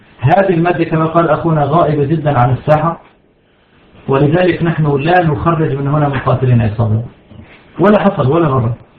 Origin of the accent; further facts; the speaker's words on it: Syria; سرايا الدفاع عندنا في سوريا